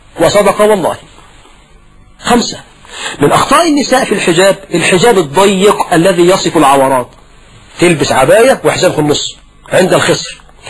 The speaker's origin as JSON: {"language": "Arabic", "country": "Egypt", "said": "زي عندنا في مصر في الريف والصعيد،"}